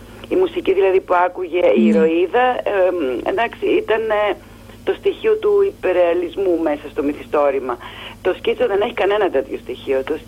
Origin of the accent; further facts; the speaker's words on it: Missolonghi, Western Greece, Greece; Εγώ είμαι απέναντι από το Αυλάκι. Είμαι μεσολογγίτης.